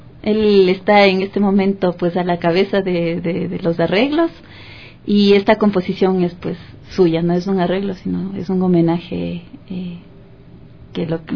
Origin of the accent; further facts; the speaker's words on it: Otavalo, Imbabura, Ecuador; Desde que salí de Otavalo yo decía, algún día tiene que haber un espacio en donde sea posible que los niños o los jóvenes que quieran estudiar música no tengan que salir